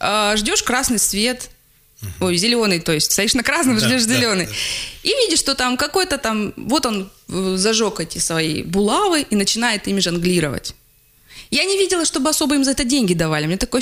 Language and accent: Russian; Russia; Я из России